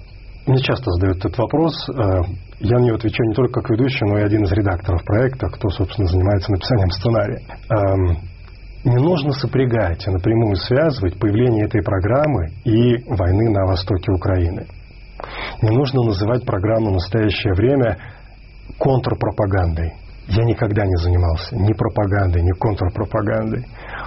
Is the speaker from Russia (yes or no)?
no; Minsk, Belarus; я родом из Минска, из Беларуси, это моя родина